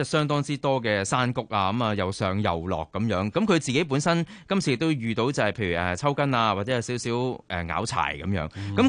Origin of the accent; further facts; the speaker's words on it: Hong Kong; 咁我哋香港人亦都好想睇下一啲大型嘅體育賽事喺香港舉行啦